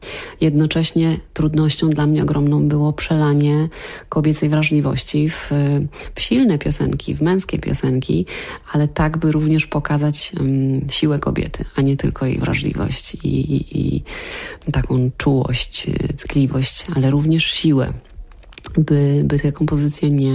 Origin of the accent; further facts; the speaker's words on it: Silesian Voivodeship, Poland; Ja jestem ze Śląska